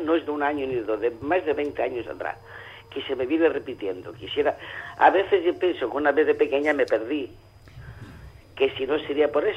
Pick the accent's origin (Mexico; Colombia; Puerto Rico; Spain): Spain; Extremadura; now in Barcelona, Spain; yo soy de Extremadura, pero llevo aquí ya casi 60 años en Barcelona.